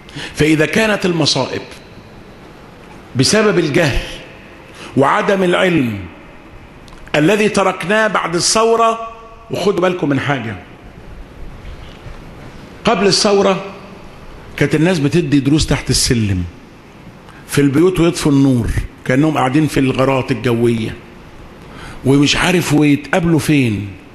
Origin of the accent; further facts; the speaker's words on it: Egypt; قلت له احنا عندنا في مصر